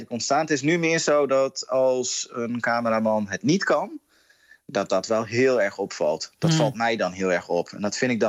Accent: Groningen, Netherlands; En ik kom uit Groningen, dus vanaf woensdag dan volg ik het festival hier in Groningen.

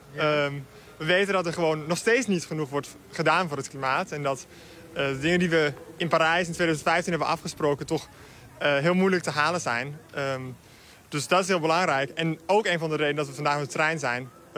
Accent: Copenhagen, Capital Region of Denmark, Denmark; Ik bedoel, ik kom uit Kopenhagen.

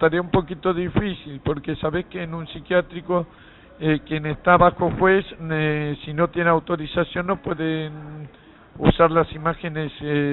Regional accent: Buenos Aires, Argentina; de acá de la zona del barrio de Barracas

